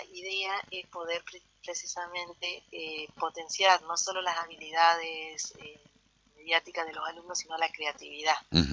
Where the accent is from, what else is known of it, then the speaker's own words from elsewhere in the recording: Concordia, Entre Ríos, Argentina; mientras estudiaba el profesorado de biología en Concordia, yo soy de Concordia